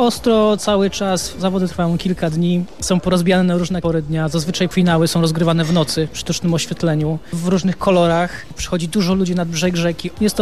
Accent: Lower Silesian Voivodeship, Poland; born there; Ja mam to szczęście, że się urodziłem w Karkonoszach

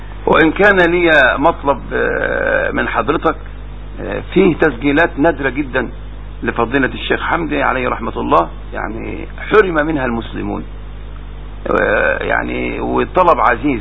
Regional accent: Minyat Mahallat Damanah, Dakahlia, Egypt; ولكن أذكر موقف في قريتي. توفى في هذه القرية منية محل الدمنة رجلان كبيران

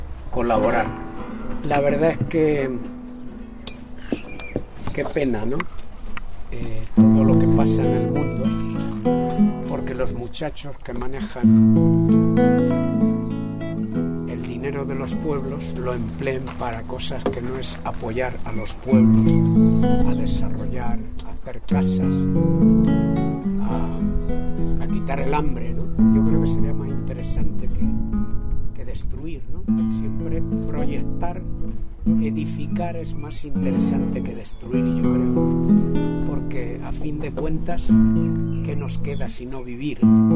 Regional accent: Castilla-La Mancha, Spain; Yo tengo una canción al Quijote de la Mancha, de mi tierra.

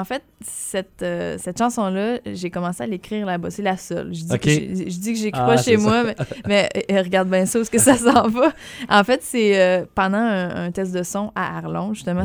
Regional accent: Sainte-Françoise, Quebec, Canada; Ben je viens pas si loin d'ici. Je viens de Sainte-Françoise-de-Lobinière.

